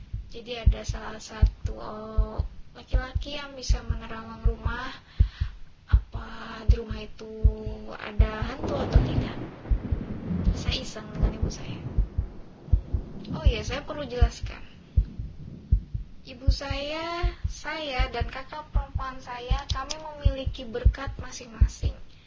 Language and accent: Indonesian; Balikpapan, East Kalimantan, Indonesia; born there; Saya lahir di Balikpapan, Kalimantan Timur. Dan saya asli keturunan Jawa.